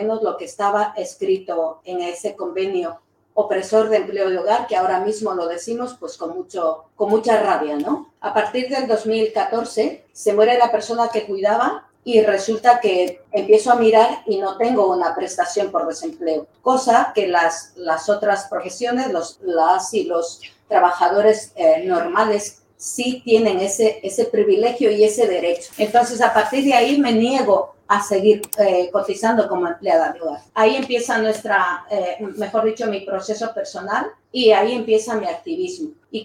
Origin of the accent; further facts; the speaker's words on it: Ecuador; now in Spain; Soy ecuatoriana, llevo aquí en Euskal Herria 21 años